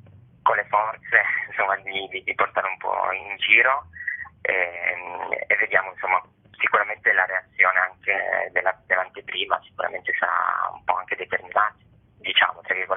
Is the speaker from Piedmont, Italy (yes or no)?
yes; Turin, Piedmont, Italy; io sono di Torino, quindi non ho vissuto il terremoto